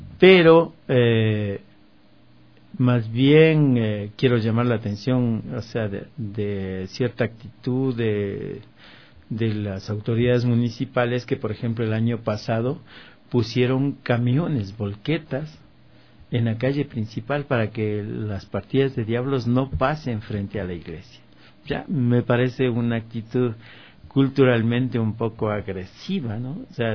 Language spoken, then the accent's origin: Spanish; Píllaro, Tungurahua, Ecuador; porque yo soy de Píllaro, ¿no?